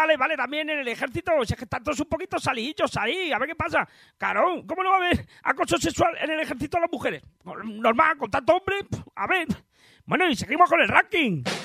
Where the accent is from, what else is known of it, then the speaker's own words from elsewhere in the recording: Madrid, Community of Madrid, Spain; Resulta que los que más deuda tenemos somos los madrileños.